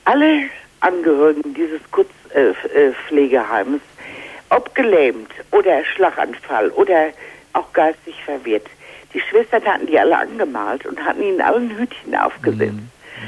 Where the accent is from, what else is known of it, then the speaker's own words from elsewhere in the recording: Hagen, North Rhine-Westphalia, Germany; Ich komme aus Hagen.